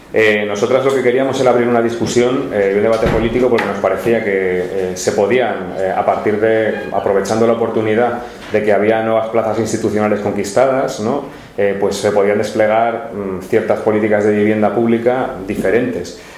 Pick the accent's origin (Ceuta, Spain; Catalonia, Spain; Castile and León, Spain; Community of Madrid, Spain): Community of Madrid, Spain; Ciempozuelos; que soy de Ciempozuelos, de un pueblo al sur de Madrid, que tiene muy poquito que ver con las imágenes de Madrid que habitualmente se tienen